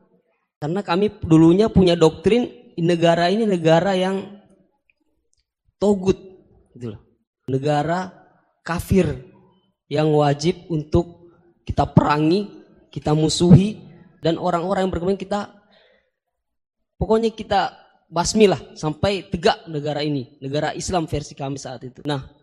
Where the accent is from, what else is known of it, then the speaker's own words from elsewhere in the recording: Poso, Central Sulawesi, Indonesia; asal dari Poso, Sulawesi Tengah.